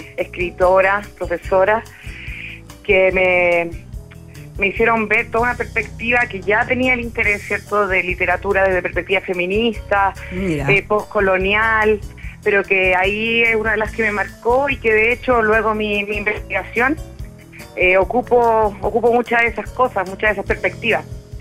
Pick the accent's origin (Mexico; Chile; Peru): Chile; Puerto Montt, Los Lagos; also born or lived in Argentina; now in Santiago, Chile; Luego me fui en mi adolescencia a Puerto Montt, estudié historia allá, después me fui a Argentina, ahora estoy en Santiago, así que en realidad siempre voy como recorriendo hartos lugares, no me defino como mucho de un lugar en particular